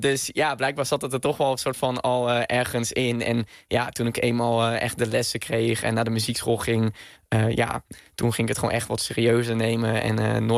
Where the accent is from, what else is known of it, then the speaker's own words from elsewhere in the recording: Venray, Limburg, Netherlands; Ja, geboren en getogen in Venray, in Noord-Limburg.